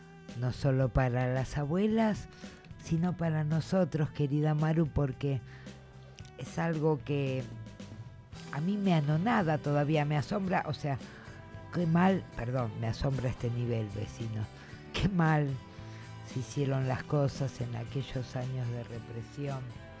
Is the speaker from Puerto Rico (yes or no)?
no; Argentina; Es feo no pensar esto siendo argentina, pero, o sea...